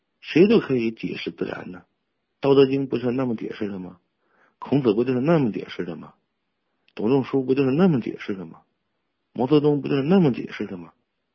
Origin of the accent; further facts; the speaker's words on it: China; 而我们中国人认为皇帝是老大啊，天地君亲师，我必须得遵从。